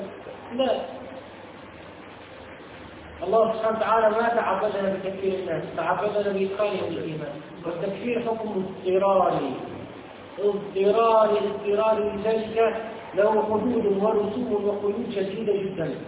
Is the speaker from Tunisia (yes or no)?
yes; Tunisia; يقول من عندنا في تونس